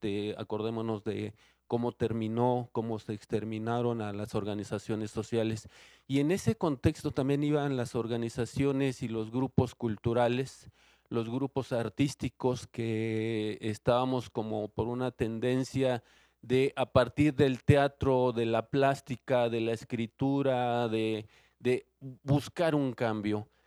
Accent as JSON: {"language": "Spanish", "region": "Mexico City", "country": "Mexico", "said": "de la Ciudad de México, aunque tengo un pie en Cuernavaca, en Morelos, desde hace muchos, muchos años."}